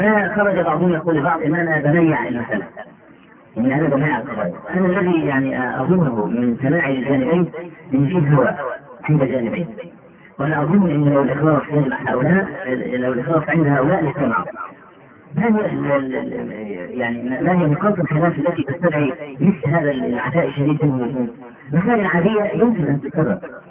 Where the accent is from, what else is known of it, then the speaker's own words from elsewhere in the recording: Egypt; تختلف يعني مثلا عندنا في مصر دخول البرلمان لا قيمه له